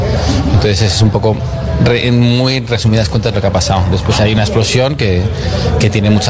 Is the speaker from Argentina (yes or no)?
no; Spain; moved away as an adult; now in Miami, United States; yo vine de España a trabajar a Miami en la música